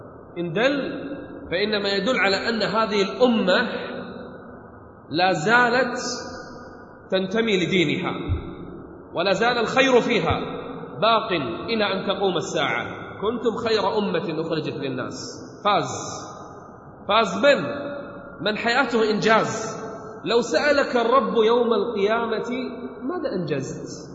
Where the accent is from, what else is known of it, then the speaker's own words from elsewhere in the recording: Kuwait; بل من يصدق عندنا بالكويت